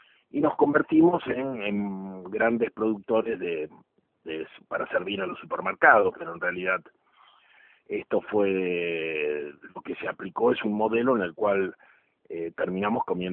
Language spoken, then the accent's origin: Spanish; Argentina; también destinó todo el esfuerzo que teníamos como argentinos, como país, a un tema absolutamente secundario